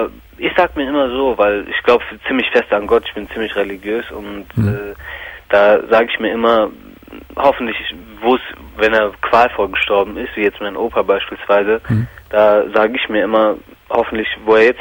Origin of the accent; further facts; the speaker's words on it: Greece; Nur das war immer so ein, ich habe mich als Grieche gezeigt so.